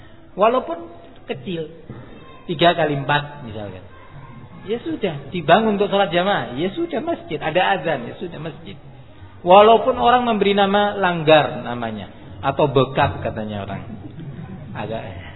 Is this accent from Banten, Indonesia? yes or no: no; East Java, Indonesia; Bukan saya membela Madura karena saya orang Madura, bukan tuh.